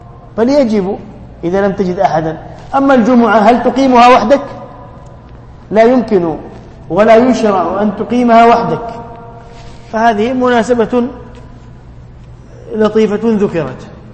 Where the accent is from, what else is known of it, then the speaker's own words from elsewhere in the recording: Tunisia; والكتاتيب عندنا في تونس يسمون سورة كذا كذا